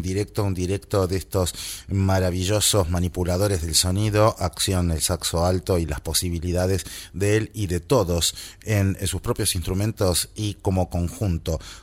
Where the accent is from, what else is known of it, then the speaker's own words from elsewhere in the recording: Argentina; Yo que vengo de Argentina, Chile me queda más cerca, pero ahora estoy aquí.